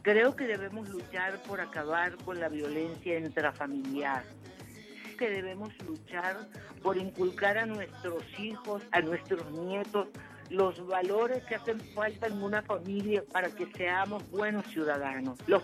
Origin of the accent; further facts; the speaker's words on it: Venezuela; como venezolana de esta tierra que amo